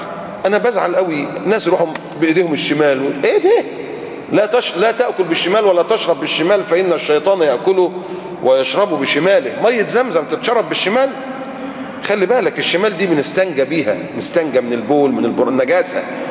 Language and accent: Arabic; Egypt; زي نهر النيل عندنا في مصر بينبع من تحت من السودان ويمشي 1000 كيلو